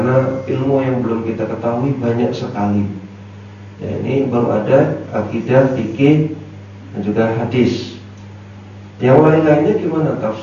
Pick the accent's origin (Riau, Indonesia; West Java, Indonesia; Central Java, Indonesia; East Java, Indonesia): West Java, Indonesia; Bogor; Saya asli Bogor, ya, Bogor Jakarta.